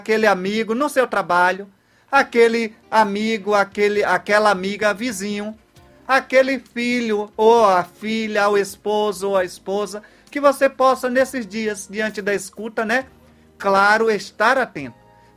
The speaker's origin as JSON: {"language": "Portuguese", "town": "Santo Antônio de Jesus", "region": "Bahia", "country": "Brazil", "said": "Então, muito obrigado a você que aí de Santo Antônio de Jesus, minha terra amada, está em comunhão comigo."}